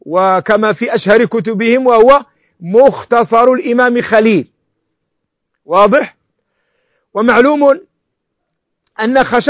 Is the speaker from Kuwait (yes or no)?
no; Morocco; ونحن المالكية نأكل الحلزون عندنا في المغرب